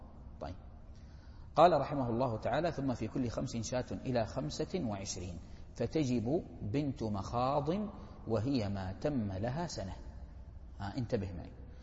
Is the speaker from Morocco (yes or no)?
no; Hejaz, Saudi Arabia; مفروض لأنه انفرد عن أمه في العرف عندنا في الحجاز